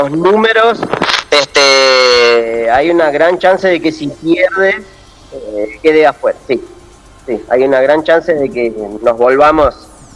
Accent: Argentina; La derrota es positiva porque nos da una cuota de humildad que, la verdad, que como argentino no nos sobra.

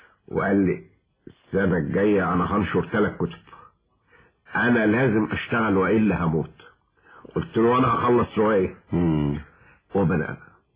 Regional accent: Cairo, Cairo Governorate, Egypt; also born or lived in Switzerland; انا ابن مصر القديمة. التجربة دي معرفتش اكتبها طوال انا 20-30 سنة. ففجأة لقيت نفسي وانا في سويسرا رجعت لهذا الشجن

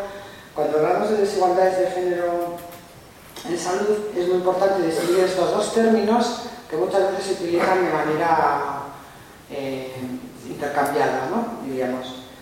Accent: Navarre, Spain; soy de Navarra, trabajo en Vitoria, pero vivo más en Navarra que en Vitoria

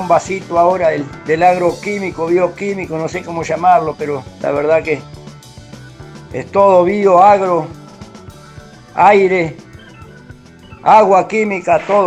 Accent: Cerro Largo, Uruguay; Acá ando en Cerro Largo, en mi pueblo, mendigando un pedazo de tierra

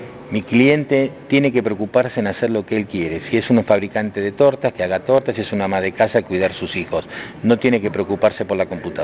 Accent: Argentina; Estás hablando de la planta que está justamente en mi país, en Argentina.

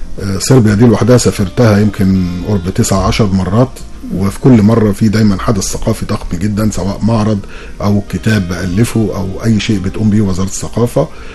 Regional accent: Egypt; now in Germany; يعني ما اقول ان انا مصري يبقى صورتي مشرفه

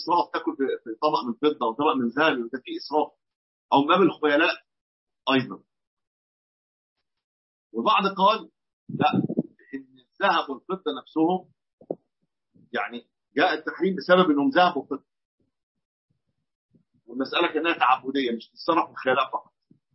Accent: Egypt; في بعض الاطقم الصالونات اللي موجوده في البيوت عندنا في مصر بتبقى مطليه

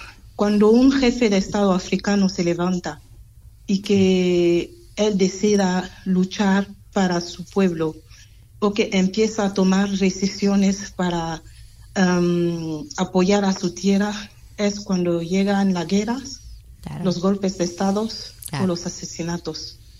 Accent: Gabon; En mi país, en Gabón, mi país

